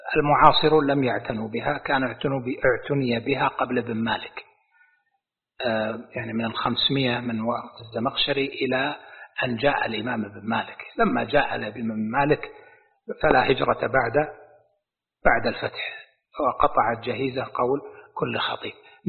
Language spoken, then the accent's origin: Arabic; Najd, Saudi Arabia; الكاف شين وقلب الكاف سين، عندنا في نجد مستعملة